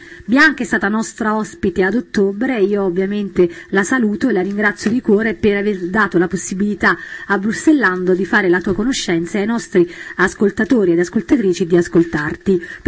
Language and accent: Italian; Campania, Italy; tradurrò io per loro, dai, che come te sono campana.